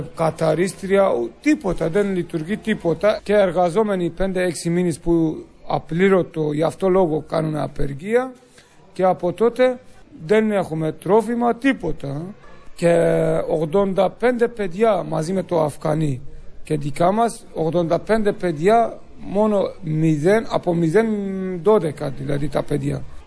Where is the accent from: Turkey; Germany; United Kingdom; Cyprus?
Turkey; Greek is a second language; now in Greece; είμαι Κούρδος από Τουρκία, 11 χρόνια είμαι εδώ πέρα